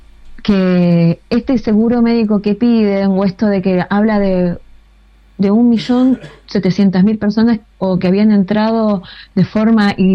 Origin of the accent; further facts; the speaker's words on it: Bolivia; mi carnet de boliviana y quiero entrar a la Argentina